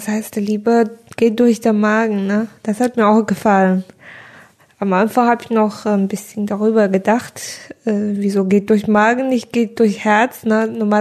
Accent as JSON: {"language": "German", "country": "China", "said": "Also in China haben wir in meiner Heimat Hochzeit gefeiert einfach."}